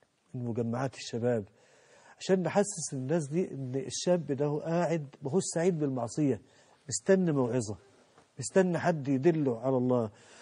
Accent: Mansoura, Dakahlia, Egypt; عندنا في المنصوره في قرى المنصوره

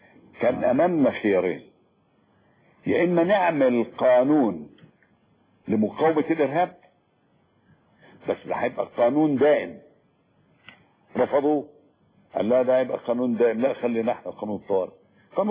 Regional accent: Egypt; فدور المرأة اتغير كتير قوي قوي قوي خصوصا عندنا في مصر

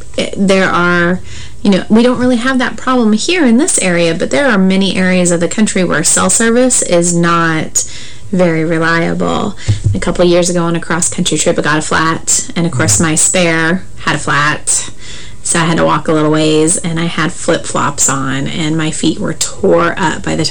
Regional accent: Montana, United States; I grew up in Montana, so ice and snow and cold weather wasn't an uncommon occurrence for me. And when we moved to this area

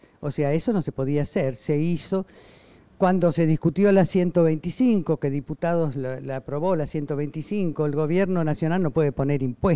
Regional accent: Argentina; now in Uruguay; la Argentina era mi tierra, pero el Uruguay era mi cielo.

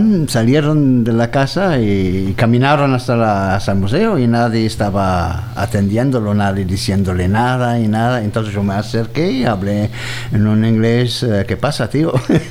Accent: Cologne, North Rhine-Westphalia, Germany; born there; Spanish is a second language; moved away as an adult; also born or lived in France; yo nací en Colonia, en medio de Alemania.

